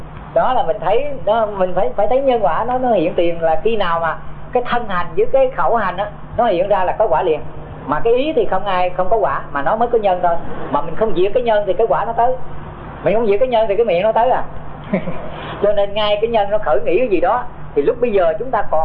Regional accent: Tay Ninh, Vietnam; Cho nên thầy sinh trưởng ở Tây Ninh do những cái mẫu chuyện mà nó huyền thoại đó

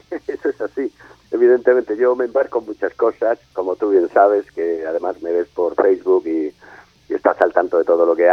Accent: Spain; Sí, pero bueno, somos españoles, en eso... Eso es lo nuestro.

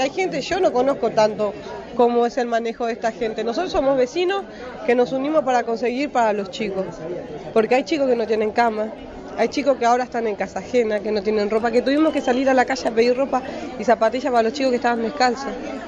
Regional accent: Paraguay; now in Argentina; Nosotros somos paraguayos y somos gente que trabajamos día a día.

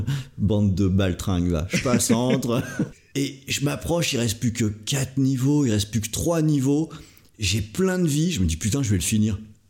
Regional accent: Brittany, France; parce qu'à la base je suis breton, donc aller sur un bateau ça me fait vraiment rien

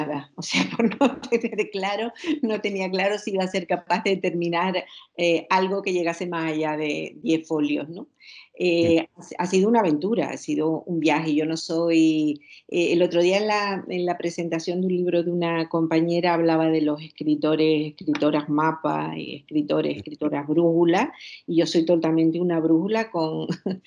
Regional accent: Villa de Mazo, Canary Islands, Spain; una mujer que la ubico en mi pueblo, en Villa de Mazo

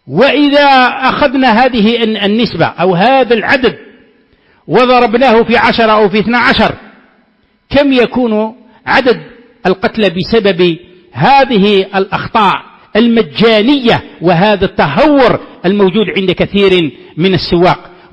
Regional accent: Algeria; ولا سيما عندنا في الجزائر

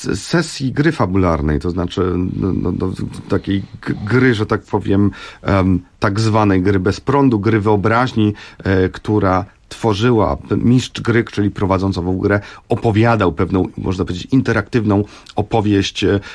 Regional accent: Warsaw, Masovian Voivodeship, Poland; części Warszawy, czy w owym czasie przedmieść Warszawy, zupełnych peryferii, w których tak się złożyło, że się urodziłem, dorastałem w tej okolicy

